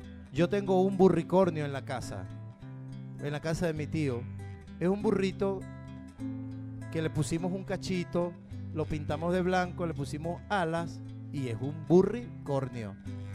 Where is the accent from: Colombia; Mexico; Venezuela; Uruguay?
Venezuela; Caracas, Capital District; Soy de La Vega, 250 escalones por allá arriba, después el vendedor de chirri, ahí estoy al lado.